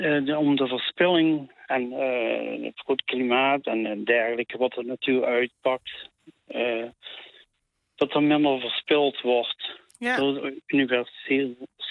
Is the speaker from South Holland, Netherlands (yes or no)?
no; Maastricht, Limburg, Netherlands; Ik heb een accent, ik kom in Maastricht.